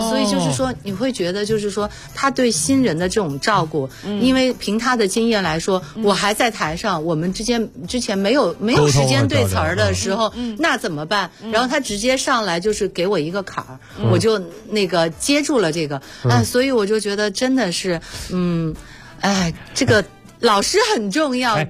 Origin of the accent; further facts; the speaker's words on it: Hunan, China; 因为作为湖南人，我知道张家界很有名